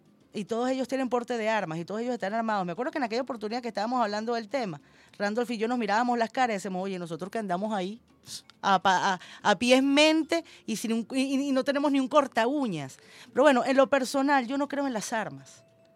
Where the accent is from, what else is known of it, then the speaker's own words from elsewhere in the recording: Venezuela; como periodista, como venezolana